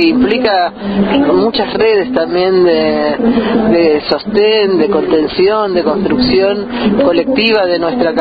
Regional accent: Buenos Aires, Argentina; yo soy de Buenos Aires, pero hemos trabajado y compartimos con compañeras de distintas provincias del país

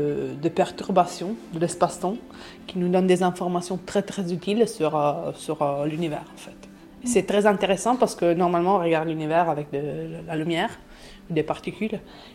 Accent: Italy; moi je suis italienne aussi.

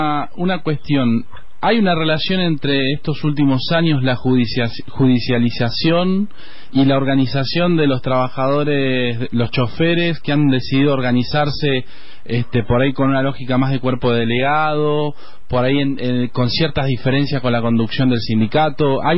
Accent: La Plata, Buenos Aires Province, Argentina; somos de La Plata

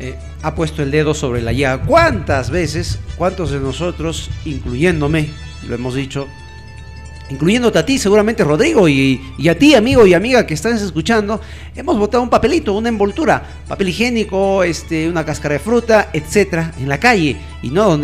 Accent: Carhuaz, Ancash, Peru; en la ciudad de Caruaz, de donde yo soy

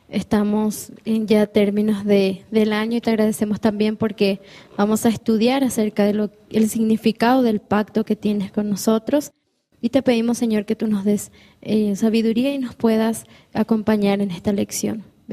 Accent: Paraguay; now in Bolivia; Yo soy paraguaya y hace 5 años que estoy aquí en Bolivia.

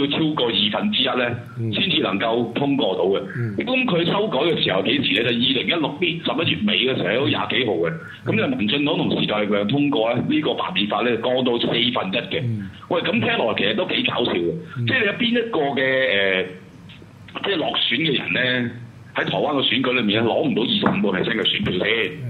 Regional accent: Hong Kong; 但係我話嗰個來龍去脈，我哋香港人其實要知咯。

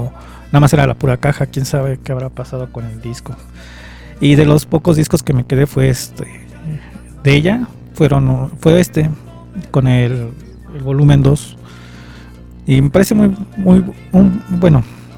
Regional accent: Iztapalapa, Mexico City, Mexico; pues yo también soy de Iztapa Salsa

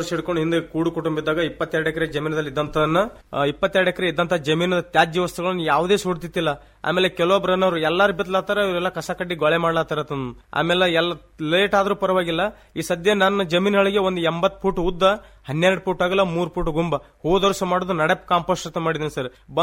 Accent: Inchageri, Karnataka, India; ನಮ್ಮೂರು ಇಂಚಗೇರಿ.

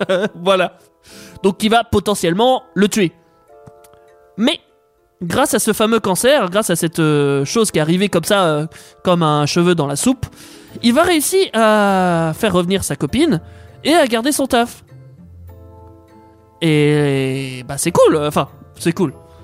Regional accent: Quebec, Canada; C'est parce que je suis québécois, donc au Québec, on dit pas principaux, tu vois.

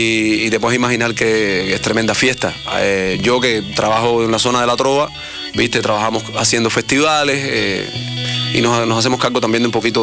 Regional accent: Cuba; No, era cubano, soy cubano, sí.

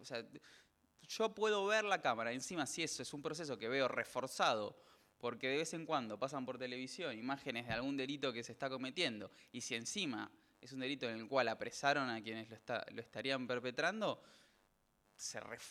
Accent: Argentina; Otro asunto que también tenemos completamente interiorizado como argentinos es el Documento Nacional de Identidad

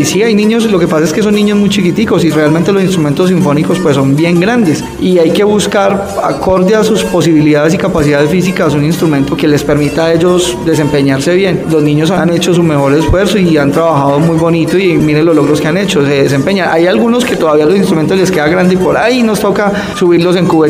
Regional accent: Colombia; como buen colombiano recursivo

